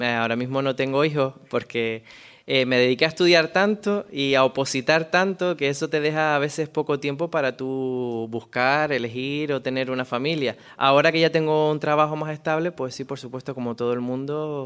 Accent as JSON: {"language": "Spanish", "region": "Canary Islands", "country": "Spain", "tie": "born or raised there", "said": "Nací en Lanzarote, soy de Lanzarote, lo que pasa que la familia de mi padre proviene de Fuerteventura. Entonces a mí cuando me preguntan que de dónde soy o dónde me siento, digo que soy de La Bocaina, que como sabrán La Bocaina es el estrecho de mar que pasa entre Lanzarote"}